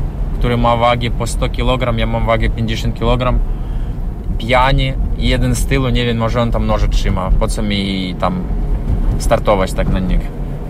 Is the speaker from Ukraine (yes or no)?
yes; Ukraine; Polish is a second language; Z Ukrainy.